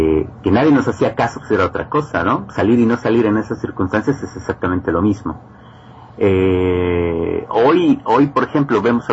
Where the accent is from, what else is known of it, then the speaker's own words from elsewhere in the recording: Mexico; moved away as an adult; yo como mexicano en el extranjero, no sé, no quiero armar polémica, pero yo siento la misma libertad que sentía yo en México.